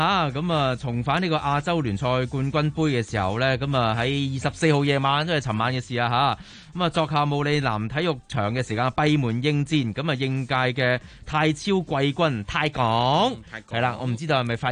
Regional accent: Hong Kong; 对我哋香港人嚟讲，都系一个纪录。

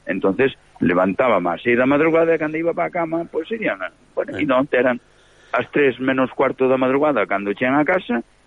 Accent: Galicia, Spain; Estou na miña terra estou ao lado dos montes, dos campos de Galicia, do mar de Galicia, de todos os galegos, e aquí estou feliz.

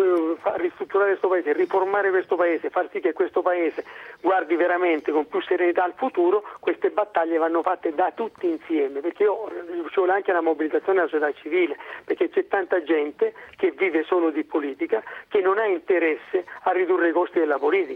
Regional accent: Calabria, Italy; capolista in Calabria, nella mia terra

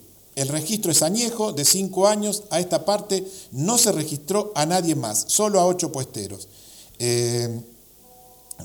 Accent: Remedios de Escalada, Buenos Aires Province, Argentina; a nosotros, que somos separatistas acá de Remedio de Escalada

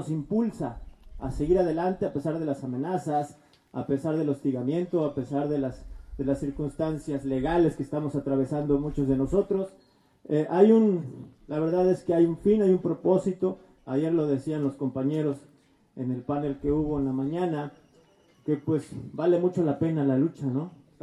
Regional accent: Jalcomulco, Veracruz, Mexico; nosotros pensamos así, allá en mi pueblo, en Jalcomulco, tenemos un dios del río también, se llama Cuatachica.

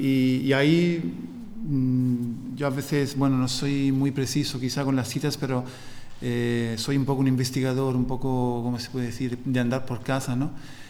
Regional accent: Italy; Spanish is a second language; y yo también soy italiano, ¿no? Y lo hemos tenido.

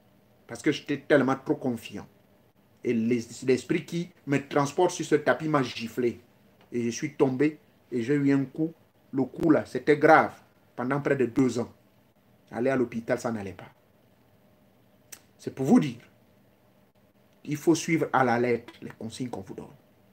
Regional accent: Gabon; Chez nous, au Gabon, on m'a appris

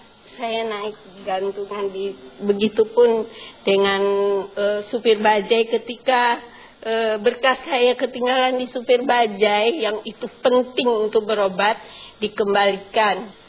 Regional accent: Padang, West Sumatra, Indonesia; now in Jakarta, Indonesia; Saya kesini lantaran dirujuk sakit dari kampung halaman saya.

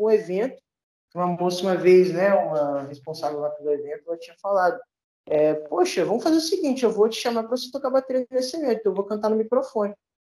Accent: Duque de Caxias, Rio de Janeiro, Brazil; É, eu sou aqui da Baixada Fluminense, Duque de Caxias, né?

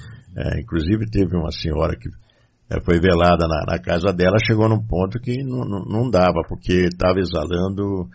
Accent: São Paulo, Brazil; Nós, como paulistas, estamos em minoria aqui hoje.

